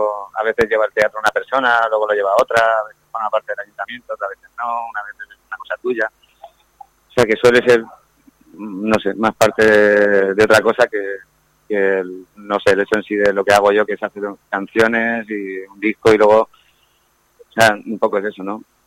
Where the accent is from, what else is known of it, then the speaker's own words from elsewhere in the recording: Matola, Valencian Community, Spain; Soy un chaval de Matola que nació entre Limoneros y Granados, con un algarrobo cerca